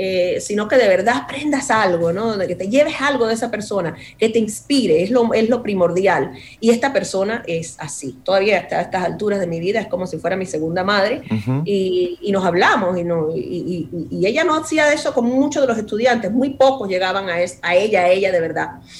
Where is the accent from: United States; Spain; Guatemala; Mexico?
United States; New Jersey; Primero, yo me crié aquí en los Estados Unidos. Entonces, sí. Y me crié en Jersey. Soy de Jersey, sí.